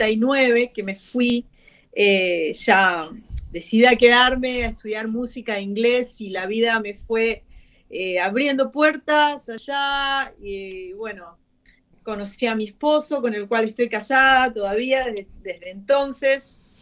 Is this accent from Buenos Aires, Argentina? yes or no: yes; Buenos Aires, Argentina; Siempre Buenos Aires. Sí, crecí en Buenos Aires, pero mis padres hicieron una casita de veraneo acá en Santa Clara del Mar desde la panza de mi mamá.